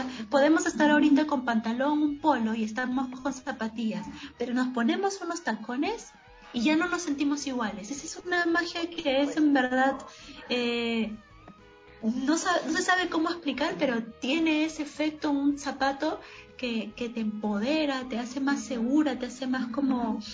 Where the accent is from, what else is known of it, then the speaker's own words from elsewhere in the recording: north, Peru; soy de Perú, soy del, bueno, nací en el norte del Perú